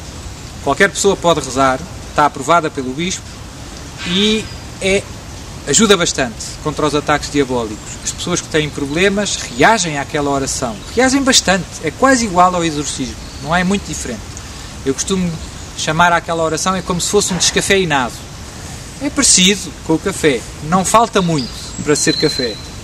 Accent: Portugal; Nós somos portugueses.

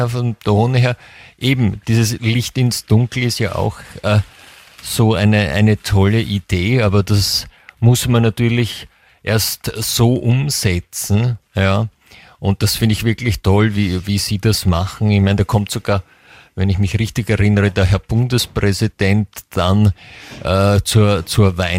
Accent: France; German is a second language; ich bin ja Französin

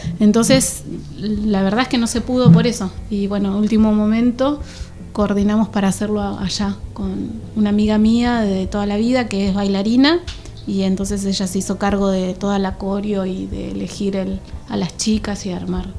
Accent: Reconquista, Santa Fe, Argentina; now in Tandil, Argentina; salimos de Tandil con toda la familia, la computadora, los discos, filmamos en Buenos Aires, de ahí seguimos para Reconquista, donde soy yo. Al norte de la provincia de Santa Fe

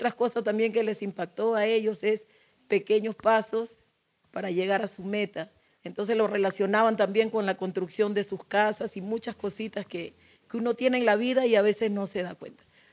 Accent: Chincha, Ica, Peru; vengo de Chincha

